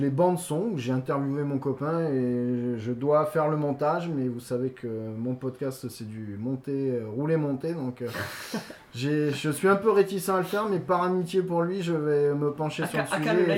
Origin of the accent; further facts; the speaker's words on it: Bordeaux, Nouvelle-Aquitaine, France; nous on est de Bordeaux, donc ils peuvent pas comprendre ce que c'est.